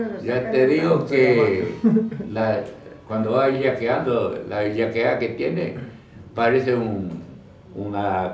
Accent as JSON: {"language": "Spanish", "region": "Corrientes", "country": "Argentina", "said": "me despido con fuerte zapucá, como buen correntino"}